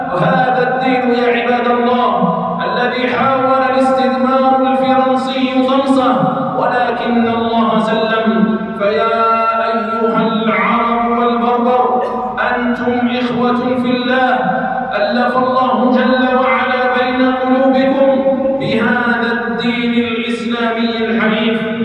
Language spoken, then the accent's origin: Arabic; Algeria; نراها تستغل أوضاع بلادنا الجزائر